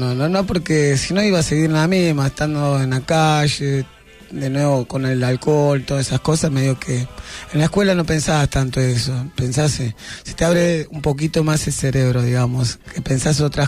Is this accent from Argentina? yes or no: yes; Santiago del Estero, Argentina; now in Buenos Aires, Argentina; Yo dejé al primer grado allá en Santiago del Estero, soy de Santiago. Mirá. Y bueno, mi familia es humilde